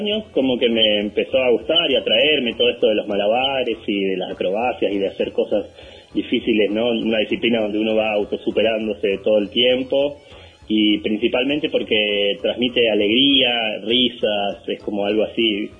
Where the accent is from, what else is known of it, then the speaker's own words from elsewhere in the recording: Bariloche, Río Negro, Argentina; born there; Vivo en Villa Los Coihues. Soy nacido acá en Bariloche